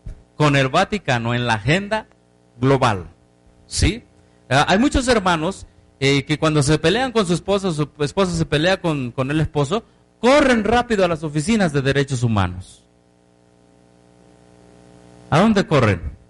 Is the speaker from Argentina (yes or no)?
no; Mexico; como mexicano ya estoy bajo de eso.